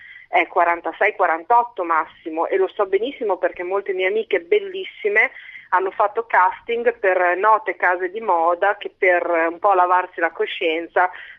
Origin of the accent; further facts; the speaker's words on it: Emilia-Romagna, Italy; io sono della Bassa Emiliana.